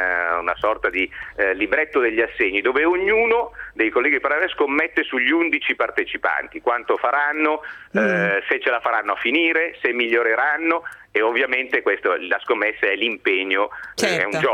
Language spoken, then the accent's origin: Italian; Milan, Lombardy, Italy; Io sono di Milano, abito nella periferia di Milano, al quartiere Abaggio